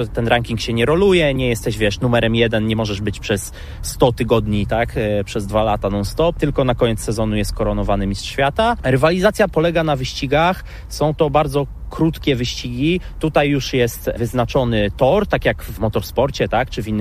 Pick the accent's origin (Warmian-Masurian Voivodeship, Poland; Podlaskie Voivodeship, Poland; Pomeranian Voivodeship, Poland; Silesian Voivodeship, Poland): Pomeranian Voivodeship, Poland; Słupsk; Jestem ze Słupska, wiadomo, to jest sport absolutnie numer jeden.